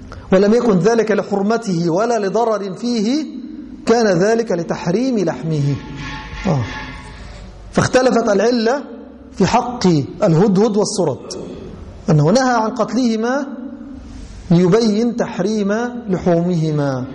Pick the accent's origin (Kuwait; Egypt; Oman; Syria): Egypt; أي أن الضر والنمل المشهور عندنا في مصر وفي الغالب هو الصغير